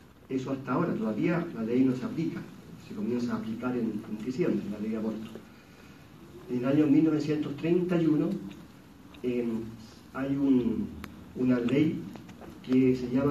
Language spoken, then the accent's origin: Spanish; Villarrica, Araucanía, Chile; yo soy de Chile, una diócesis bastante pequeñita, que no tiene mayor así injerencia a nivel nacional, porque hay una gran ventaja en Villarrica, es que no es sede política